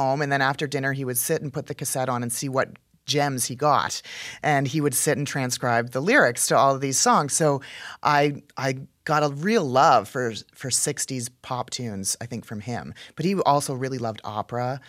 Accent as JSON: {"language": "English", "country": "Canada", "also_born_or_lived": "Texas, United States", "said": "But then when I moved from Texas, where I was studying, moved home to Canada."}